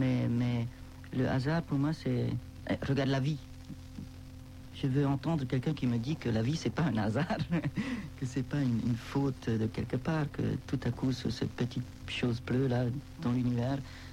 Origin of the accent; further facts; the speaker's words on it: Switzerland; Je suis suisse, quoi.